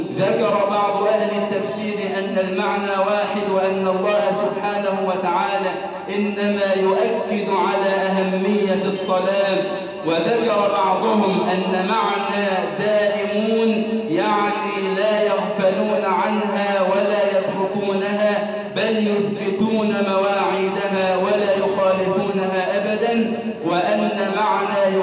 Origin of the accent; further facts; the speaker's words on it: Egypt; اللهم اجعل بلدنا مصر أمناً أماناً